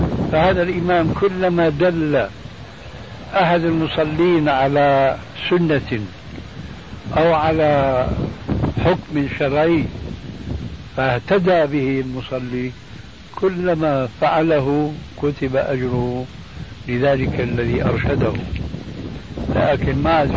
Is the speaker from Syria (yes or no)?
yes; Syria